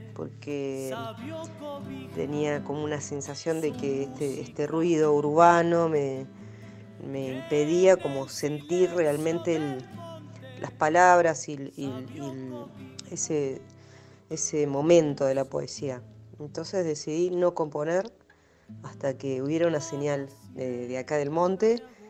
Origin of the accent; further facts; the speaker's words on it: Buenos Aires, Argentina; born there; also born or lived in Spain; now in San Esteban, Argentina; Vivo en San Esteban, aquí cerquita, y bueno, nací en Buenos Aires, y después, cuando ya me independicé un poco, empecé a viajar mucho. Viví 10 años en España, que mi familia es de ahí, mi mamá es andaluza, de Sevilla.